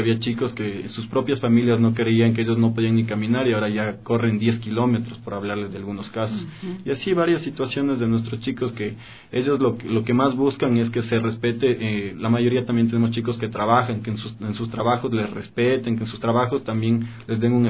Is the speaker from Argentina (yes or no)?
no; Ecuador; nos debemos sentir orgullosos de lo que somos los ecuatorianos.